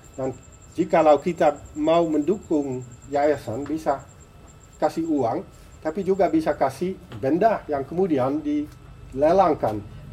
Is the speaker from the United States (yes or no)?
no; Netherlands; Indonesian is a second language; Kita orang Belanda